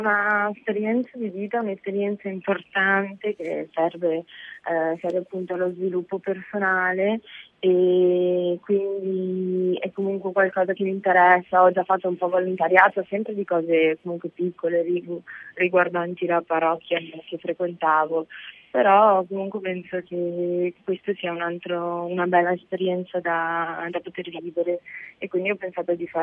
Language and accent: Italian; Ukraine; Io, essendo ucraina, no.